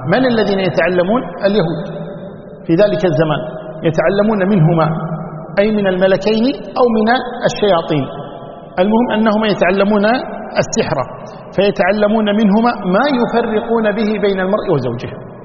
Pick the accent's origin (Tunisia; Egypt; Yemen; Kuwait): Kuwait; وعندنا بالكويت بدلية، صحيح؟